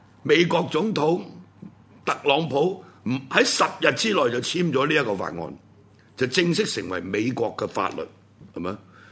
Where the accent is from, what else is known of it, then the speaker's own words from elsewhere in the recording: Hong Kong; 咁我哋香港人又有呢個所謂集會自由